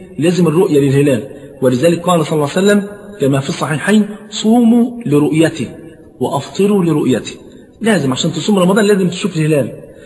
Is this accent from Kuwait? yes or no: no; Egypt; طبعا انت عارف عندنا في مصر الفول فرض عين مش كفاية